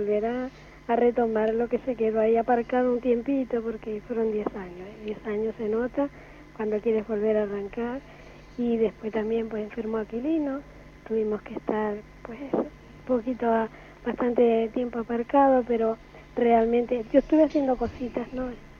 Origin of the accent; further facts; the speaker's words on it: Canary Islands, Spain; soy canaria de las 7 islas.